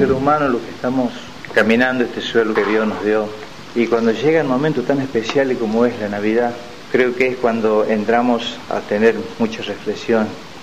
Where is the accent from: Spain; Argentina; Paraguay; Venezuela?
Argentina; Córdoba; Como cordobés me encuentro acá de paso por San Pedro, donde tengo mi familia